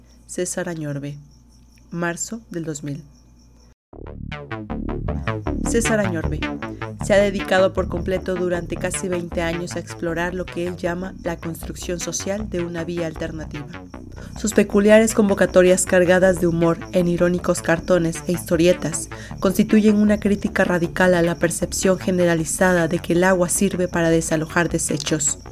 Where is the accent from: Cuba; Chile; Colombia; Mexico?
Mexico; Cuernavaca, Morelos; en las barrancas de mi barrio natal en Cuernavaca